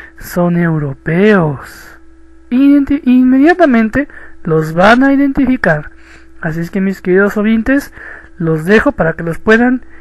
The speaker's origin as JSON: {"language": "Spanish", "country": "Mexico", "said": "de México"}